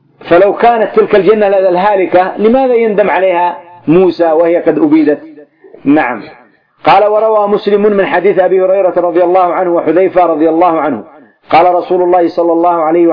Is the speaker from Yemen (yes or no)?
yes; Yemen; والمقبرة تسمى عندنا في اليمن إيش مجنة